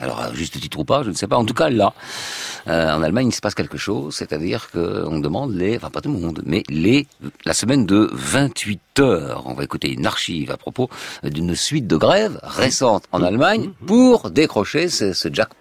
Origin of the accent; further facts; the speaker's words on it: France; Flexibilité, alors chez nous en France, c'est à double signification.